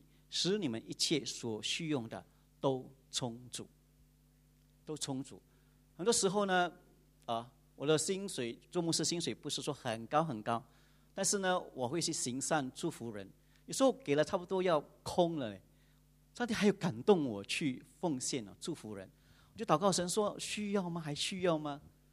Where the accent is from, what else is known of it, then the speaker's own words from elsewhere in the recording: Johor, Malaysia; moved away as an adult; now in Seremban, Malaysia; 我的家乡在Johor，我是Johor人， 但是现在已经变成芙蓉人。我大是1998年来到芙蓉的